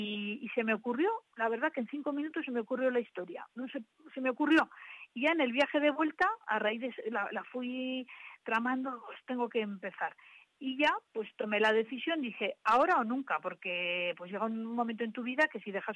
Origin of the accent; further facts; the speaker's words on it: Alcañiz, Aragon, Spain; now in Tudela, Spain; aunque soy de Alcañiz, llevo 22 años viviendo aquí y es mi segunda ciudad. Me ha acogido Tudela magníficamente y me considero ya tudelana.